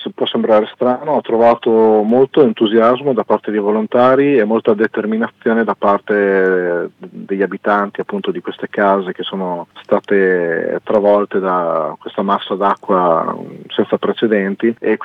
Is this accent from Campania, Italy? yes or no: no; Cesena, Emilia-Romagna, Italy; now in Forlì, Italy; sia a Cesena, che è la mia città natale, e a Forlì, che è la città dove vivo oggi.